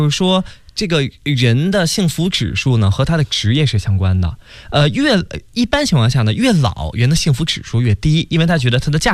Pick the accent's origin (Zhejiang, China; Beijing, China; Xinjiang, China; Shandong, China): Beijing, China; 这刚才给大家说那是我们北京话哈